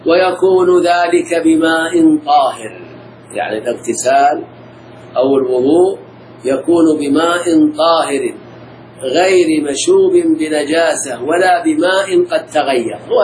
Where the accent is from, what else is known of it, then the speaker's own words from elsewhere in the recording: Al-Ahsa, Eastern Province, Saudi Arabia; عندنا في الأحساء